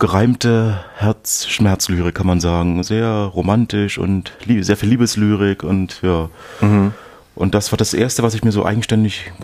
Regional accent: Berlin, Germany; Ich komme aus Berlin. Genauer aus Ost-Berlin, also das ist bei uns so, dass wir das immer noch trennen, aufgrund der DDR, dass es in Ost- und West-Berlin gibt und ja, dort wurde ich geboren, dort lebe ich, also ich bin Berliner, Friedrichshainer, genauer gesagt

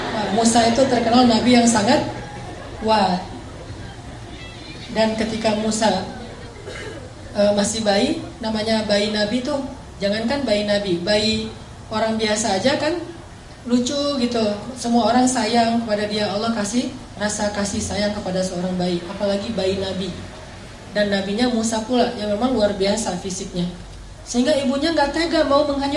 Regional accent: Aceh, Indonesia; Kayak di kampung saya dulu pas terjadi tsunami di Aceh

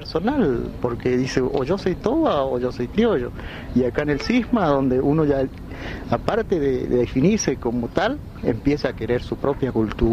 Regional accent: Villa Bermejito, Chaco, Argentina; yo soy de Paraje El Colchón, jurisdicción de Villa Bermejito.

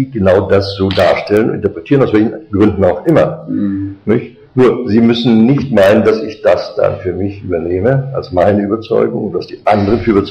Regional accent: Germany; Ich bin Deutscher.

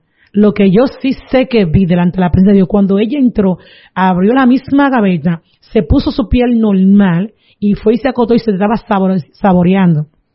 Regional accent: Palavé, Dominican Republic; Yo soy de Palabé, y el lugar es otro batey que le llaman Lechería.

